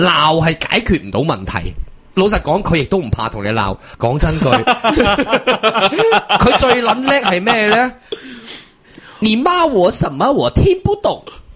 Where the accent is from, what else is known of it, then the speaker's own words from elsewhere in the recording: Hong Kong; 我八卦，我香港人嘅本性系八卦噶。